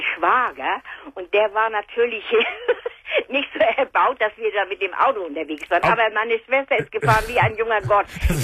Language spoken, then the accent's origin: German; Schleswig, Schleswig-Holstein, Germany; born there; Und wir sind dann weitergefahren nach Schleswig, wo ich geboren bin.